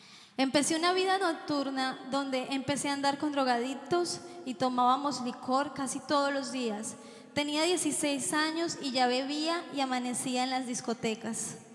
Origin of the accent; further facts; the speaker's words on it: Colombia; soy colombiana.